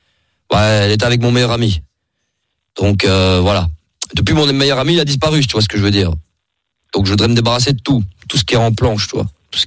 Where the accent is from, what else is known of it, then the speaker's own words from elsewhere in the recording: Marseille, Provence-Alpes-Côte d'Azur, France; De base, moi, je viens de Marseille